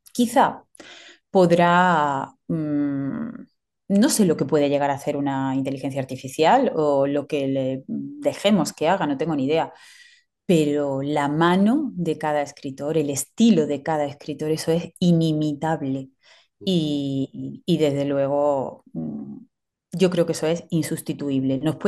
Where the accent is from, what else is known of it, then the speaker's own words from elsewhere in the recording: Córdoba, Andalusia, Spain; será un texto sobre la historia de Córdoba, de mi tierra.